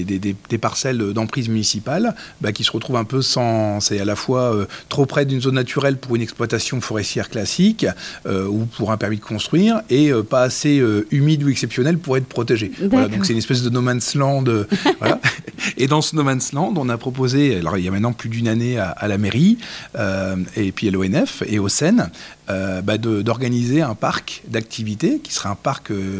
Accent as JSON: {"language": "French", "region": "Hauts-de-France", "country": "France", "moved": "yes", "said": "je ne suis pas natif des Vosges. Oui. Et moi, quand je suis arrivé, je viens du Nord Pas-de-Calais."}